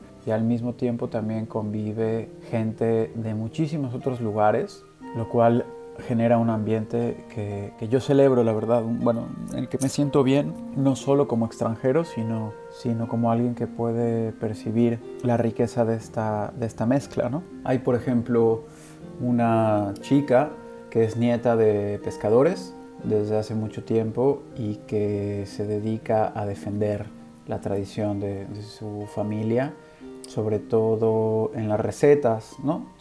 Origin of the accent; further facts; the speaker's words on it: Puebla, Mexico; also born or lived in Mexico City; now in Barcelona, Spain; en Barcelona, donde vivo desde finales del 2017. Soy originario de la Ciudad de México, pasé mi infancia y adolescencia en Puebla y después la licenciatura y la maestría las hice en la Ciudad de México